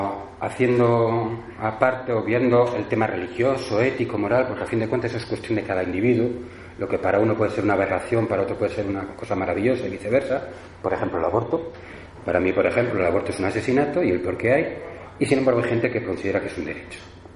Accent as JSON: {"language": "Spanish", "town": "Madrid", "region": "Community of Madrid", "country": "Spain", "said": "Somos aquí todos de Madrid"}